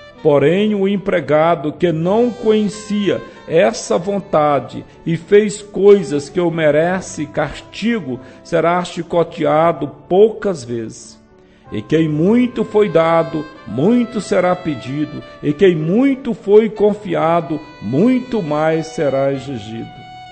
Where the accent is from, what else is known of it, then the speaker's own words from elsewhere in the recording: Northeast Region, Brazil; Quando eu era criança lá no Nordeste, a nossa educação era chicote.